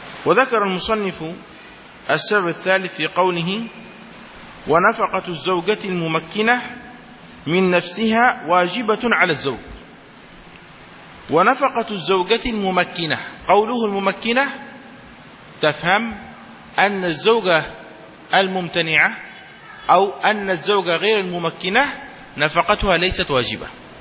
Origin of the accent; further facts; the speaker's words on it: Yemen; عندنا في اليمن عندما تشاهد الصور القديمة